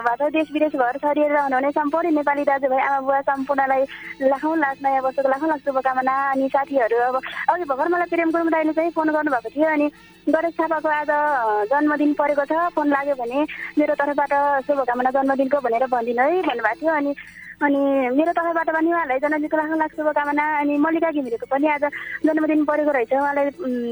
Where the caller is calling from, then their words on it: Kirtipur, Bagmati, Nepal; कीर्तिपुरबाट।